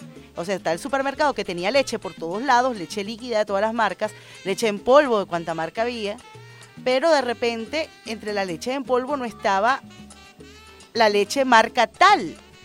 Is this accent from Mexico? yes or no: no; Venezuela; nosotros como venezolanos y venezolanas